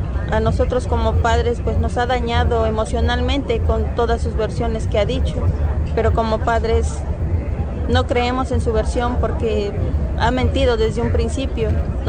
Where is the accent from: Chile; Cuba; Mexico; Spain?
Mexico; Nosotros ya no estamos dispuestos a continuar con esto como mexicanos